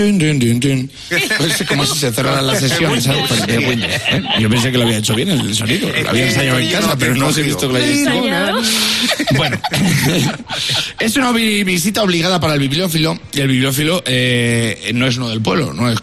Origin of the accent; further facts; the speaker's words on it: Casasola de Arión, Castile and León, Spain; No te creas tú que he hablado yo de esto porque mi pueblo Casa Sola Darion esté al lado, ¿sabes?